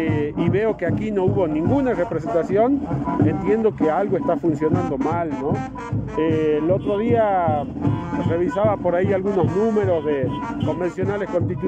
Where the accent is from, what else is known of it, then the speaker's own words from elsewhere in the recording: Salta, Argentina; yo soy salteño